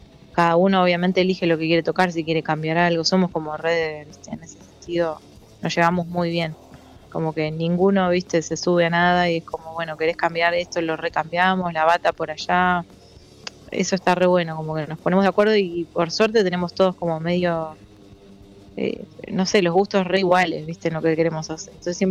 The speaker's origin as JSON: {"language": "Spanish", "town": "Chascomús", "region": "Buenos Aires Province", "country": "Argentina", "said": "viste que yo soy de Chascomús"}